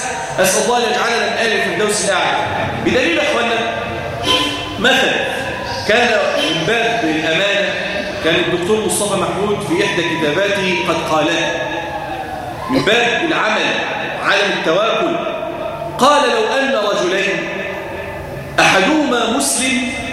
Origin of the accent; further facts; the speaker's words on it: Damietta, Damietta Governorate, Egypt; اللهم اجعل بلادنا دمياط واحده للامن والامان